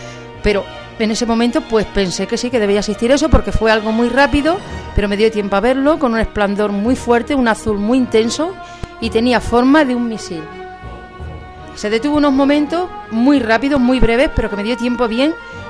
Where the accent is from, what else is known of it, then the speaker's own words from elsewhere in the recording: Gata, Extremadura, Spain; Trabajo fuera de Gata, soy de Gata, pero estoy fuera trabajando en la provincia de Gerona.